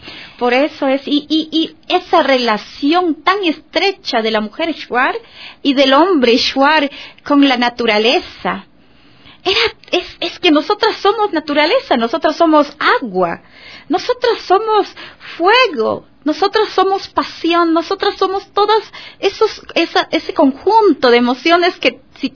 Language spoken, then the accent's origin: Spanish; Macas, Morona Santiago, Ecuador; yo viví y crecí en Macas, en Sevilla, Don Bosco, no te permitían a ti como shuar